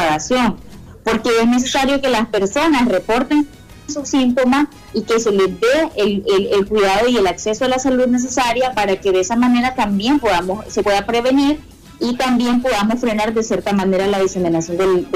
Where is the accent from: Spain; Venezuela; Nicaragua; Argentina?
Nicaragua; nosotros como nicaragüenses en otros países